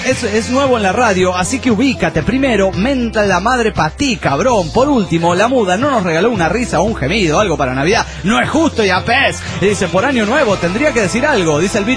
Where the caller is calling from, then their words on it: Asunción, Paraguay; de Asunción del Paraguay.